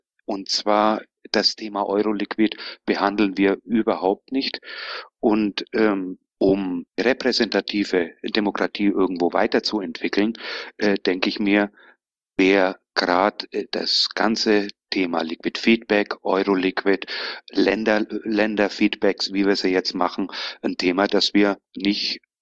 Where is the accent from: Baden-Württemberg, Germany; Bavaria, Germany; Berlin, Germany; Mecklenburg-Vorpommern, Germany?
Bavaria, Germany; accent: Bavarian; Wie man aus dem Dialekt hören kann, bin ich aus Bayern. Ich wohne zur Hälfte allerdings auch in Spanien